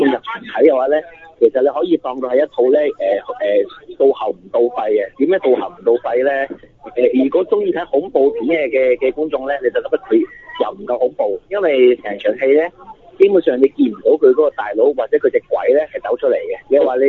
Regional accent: China; 好似我哋中国人嗰啲全盒咁嘅

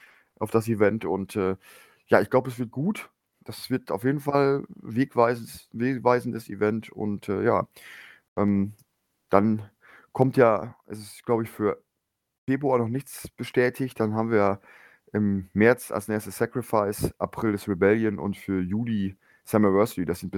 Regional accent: Lower Saxony, Germany; born there; Ich bin ja im Emsland geboren und dementsprechend dem SV Meppen verbunden.

